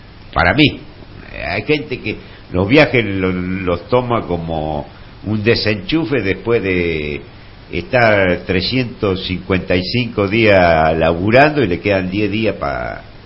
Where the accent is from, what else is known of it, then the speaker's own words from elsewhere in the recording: La Pampa, Argentina; also born or lived in Buenos Aires; Bueno, o sea, yo si bien soy nacido... en la ciudad de Buenos Aires soy de nacionalidad pampeano. Ya me crié en La Pampa, del año y medio estuve ahí, bueno, hice todo el secundario, después fui a estudiar arquitectura, que la terminé en Buenos Aires